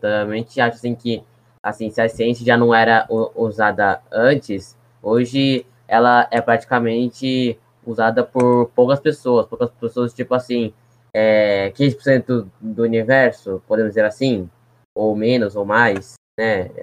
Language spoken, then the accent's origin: Portuguese; São Paulo, Brazil; sou de São Paulo.